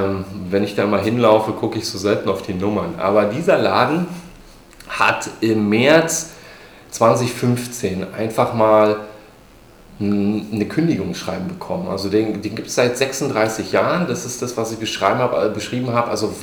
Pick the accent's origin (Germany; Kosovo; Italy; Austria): Germany; Berlin; Eigentlich ist Kreuzberg meine Heimat. Ich könnte gar nicht sagen, dass Berlin meine Heimat ist.